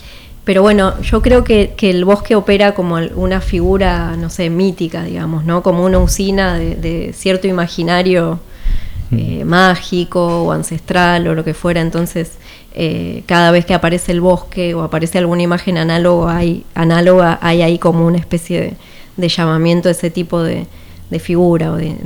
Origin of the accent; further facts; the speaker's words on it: San Juan, Argentina; Así es, soy pero de San Juan.